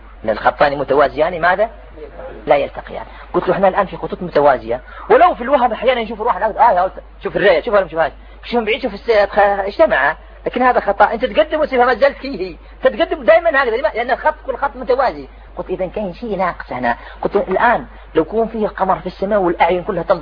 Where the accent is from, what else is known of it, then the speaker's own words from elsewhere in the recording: Algeria; كان فيها أنا جزائري كان واحد سوداني